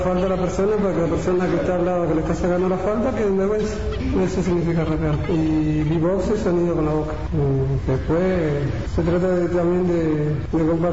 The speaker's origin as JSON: {"language": "Spanish", "region": "Buenos Aires", "country": "Argentina", "lives_now": "El Bolsón, Argentina", "said": "En Buenos Aires, yo soy de Buenos Aires."}